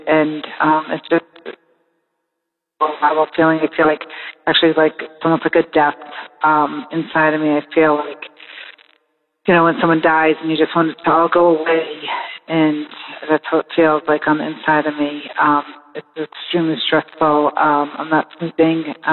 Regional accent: Massachusetts, United States; I'm from Massachusetts.

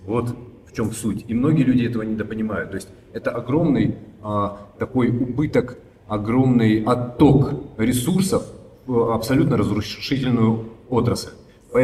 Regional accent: Rostov-on-Don, Rostov Oblast, Russia; я вообще из Ростова-на-Дону

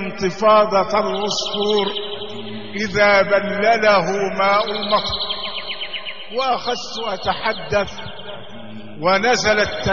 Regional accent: Shubrakhit, Beheira, Egypt; born there; ولدت في مدينة شبرا خيت من محافظة البحيرة. ولدت في أسرة متوسطة الحال من بين 8 إخوة

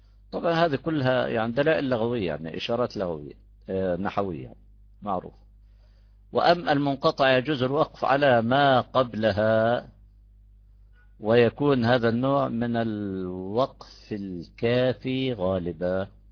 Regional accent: Jordan; بعد صلاة العشاء عندنا في الأردن

